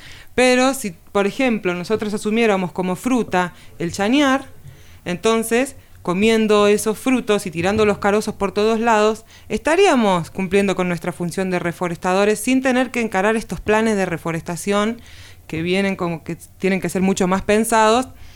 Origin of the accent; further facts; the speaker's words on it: Buenos Aires, Argentina; born there; moved away as an adult; now in Villa Las Rosas, Argentina; yo nací en Capital Federal, en Buenos Aires. En el año 2011 me voy a vivir a Tras la Sierra, a Villa Las Rosas